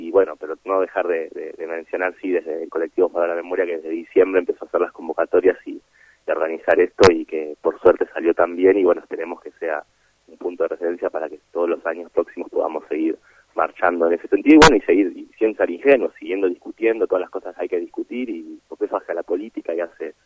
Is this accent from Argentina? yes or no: yes; Buenos Aires, Argentina; O sea, yo vengo de Buenos Aires, que allá la marcha del 24 es algo siempre es enorme